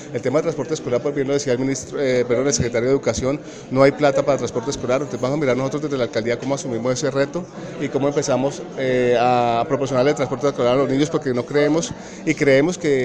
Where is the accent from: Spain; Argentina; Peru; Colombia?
Colombia; Anzoátegui, Tolima; somos nacidos, criados en Anzoátegui, toda la vida hemos estado ahí poniéndole la camiseta por nuestro pueblo